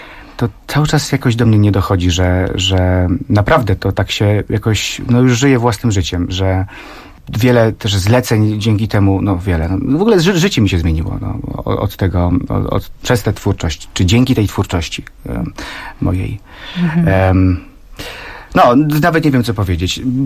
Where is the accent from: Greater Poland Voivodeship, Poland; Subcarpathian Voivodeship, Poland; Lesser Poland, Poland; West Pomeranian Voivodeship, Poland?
West Pomeranian Voivodeship, Poland; Szczecin; jestem ze Szczecina, więc jak się przedstawiałem, to już to było słychać, prawda?